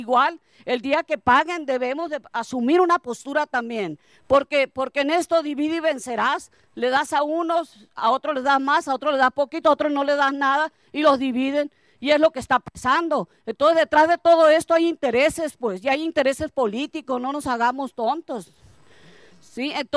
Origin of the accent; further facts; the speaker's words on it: Ures, Sonora, Mexico; hay que comportarnos dignamente también como mexicanos, como urenses